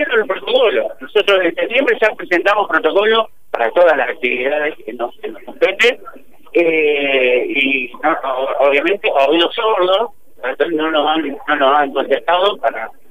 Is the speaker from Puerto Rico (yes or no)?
no; Tandil, Buenos Aires Province, Argentina; Somos de Tandil, pagamos impuestos acá